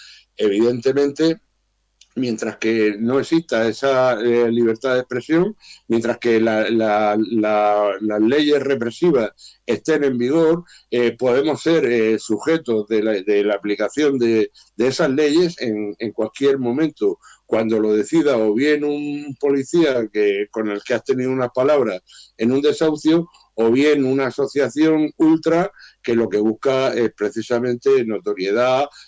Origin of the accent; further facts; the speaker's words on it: Murcia, Region of Murcia, Spain; Sabéis que yo soy de Murcia, y aquí en Murcia hemos tenido una lucha vecinal muy importante